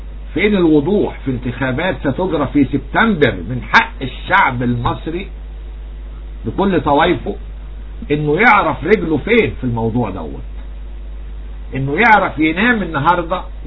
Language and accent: Arabic; Egypt; طب وايه يعني انا مالي انا كرجل مصري